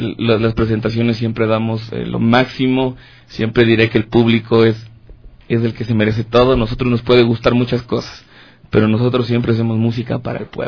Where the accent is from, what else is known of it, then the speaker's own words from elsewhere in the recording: Tumbaco, Pichincha, Ecuador; jamás olvidándome como mis raíces. Yo soy de Tumbaco.